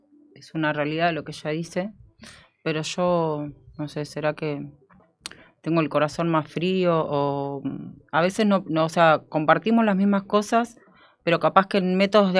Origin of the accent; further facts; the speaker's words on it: Bahía Blanca, Buenos Aires Province, Argentina; ahí en mi barrio, donde me crié, en Bahía Blanca, en el barrio kilómetro 5.